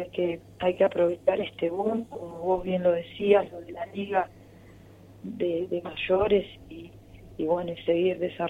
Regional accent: Argentina; nosotros, como bien argentino, vamos a ir a jugar el partido

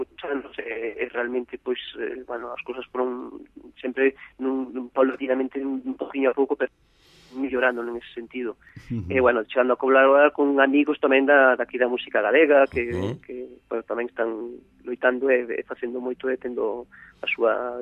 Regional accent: Verín, Galicia, Spain; born there; non só en Verín, que é onde nacemos, sino en Ourense.

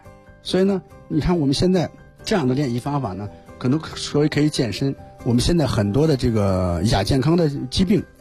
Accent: China; 所以我觉得作为我们中国人呢一定要了解了解行云拳

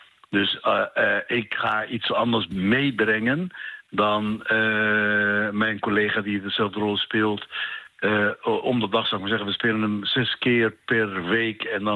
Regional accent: Egypt; Want ik ben opgevoed als Egyptenaar die altijd iets tegen de policy van Israël heeft.

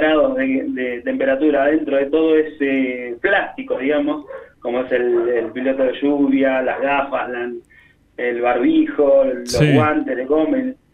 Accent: Monte Grande, Buenos Aires Province, Argentina; Somos de Monte Grande

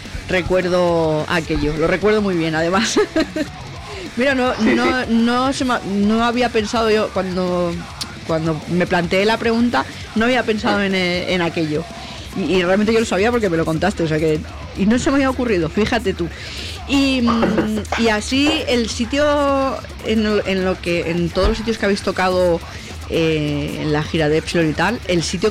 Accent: Catalonia, Spain; yo soy de Cataluña y fui a verlos a Madrid

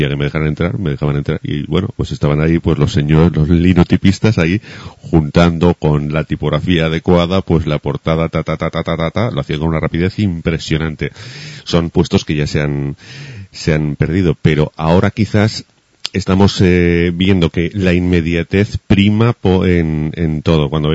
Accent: Huesca, Aragon, Spain; born there; yo nací en Huesca, en una calle, calle La Palma número 7

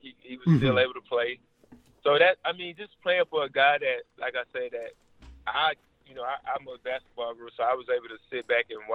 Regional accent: Orlando, Florida, United States; Living in Orlando, I'm from Orlando.

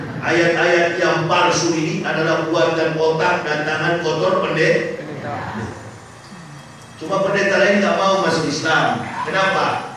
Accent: Jakarta, Indonesia; saya ini orang luar, orang dari jauh, dari Jakarta ke sini, suku saya Manado, ya. Saya masuk Islam bersama istri dan 3 orang anak.

